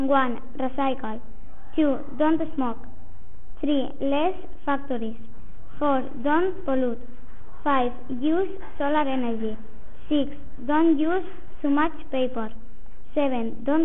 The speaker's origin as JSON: {"language": "English", "town": "Barcelona", "region": "Catalonia", "country": "Spain", "second_language": "English", "said": "I am 13 years old. I come from Spain. I live in Barcelona, Spain."}